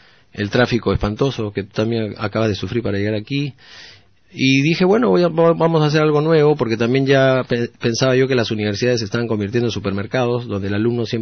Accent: Peru; now in Sweden; Soy peruano y soy sueco. Cuando vivo en Suecia, trabajo con suecos y con personas que viven en Suecia, pero tengo que venir un mes al año, y eso hago desde hace 5 años.

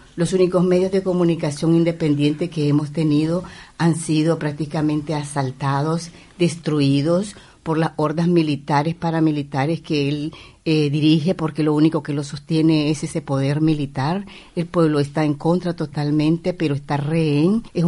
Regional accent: Nicaragua; moved away; Yo soy nicaragüense, exiliada

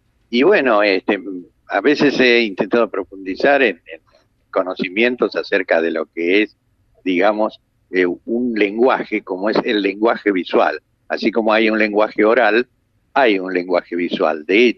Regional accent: La Plata, Buenos Aires Province, Argentina; Yo nací en Buenos Aires, pero vivo desde niño en La Plata.

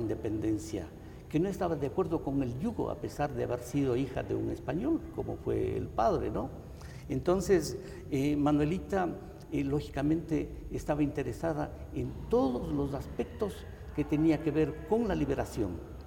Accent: Ecuador; que nosotros como ecuatorianos, como americanos, nos empapemos del valor de nuestros ancestros

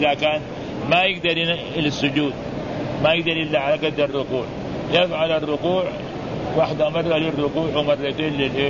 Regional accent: Mecca, Makkah Province, Saudi Arabia; وعندنا في مكة المعلقة موجهة إلى القبلة

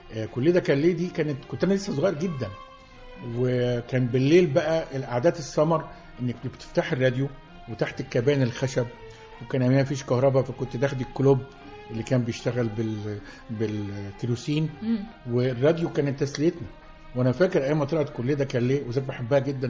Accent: Port Said, Port Said Governorate, Egypt; انا؟ من بورسعيد.

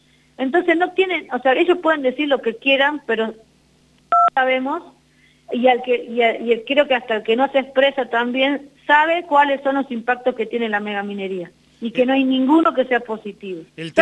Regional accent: Pamatanca, Catamarca, Argentina; Yo soy de Pamatanca, Santa María

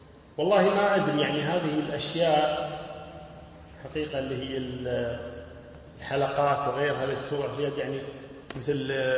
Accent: Buraydah, Al-Qassim, Saudi Arabia; يعني حنا الحين حنابلة وكذا خشيط، ويحسن أنه حنا من بريدة.

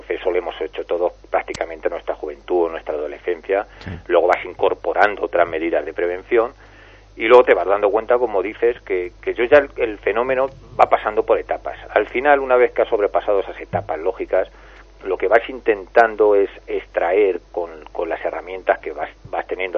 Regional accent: Toledo, Castilla-La Mancha, Spain; Era un antiguo caserón que estaba cerca de la Plaza de Toros de Toledo.

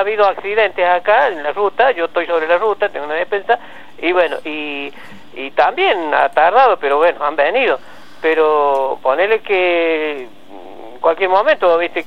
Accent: Arroyo de los Patos, Córdoba, Argentina; No, soy de Arroyo de los Patos. De Arroyo de los Patos.

